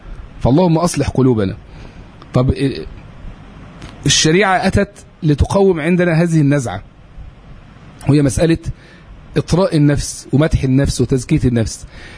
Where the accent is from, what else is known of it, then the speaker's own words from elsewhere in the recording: Egypt; عندنا في مصر الدولة تفسح جدا جدا لهذا الاتجاه.